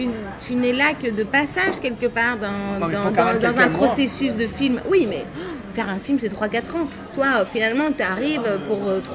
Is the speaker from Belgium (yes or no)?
yes; Belgium; Je pense que les Belges ne sont même pas au courant que je suis belge.